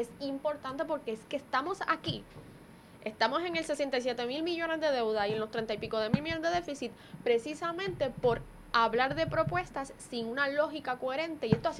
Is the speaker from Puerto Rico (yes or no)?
yes; Puerto Rico; porque soy economista, porque soy puertorriqueña, obviamente